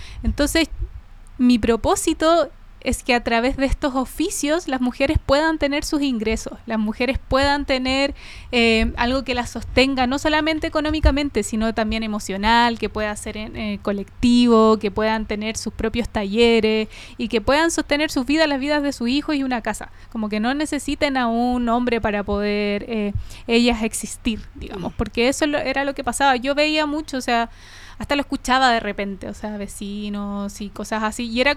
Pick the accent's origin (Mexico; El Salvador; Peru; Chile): Chile; Coltauco, O'Higgins; yo crecí en el campo, yo crecí en Coltauco, que es una comuna de la sexta región